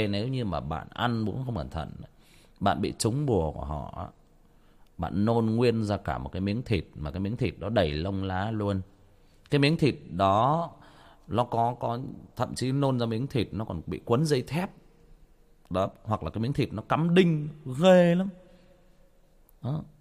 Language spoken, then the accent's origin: Vietnamese; Trà Vinh, Vietnam; Quê tôi Trà Vinh